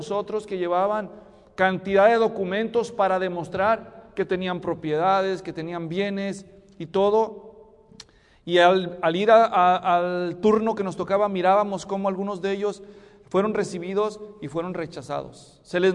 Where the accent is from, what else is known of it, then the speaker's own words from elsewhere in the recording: Mexico; born there; also born or lived in Guatemala; teníamos pasaporte porque vivíamos en Guatemala y somos mexicanos de nacimiento.